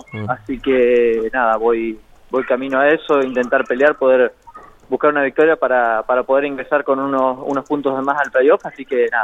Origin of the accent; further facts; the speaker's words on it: La Pampa, Argentina; soy de La Pampa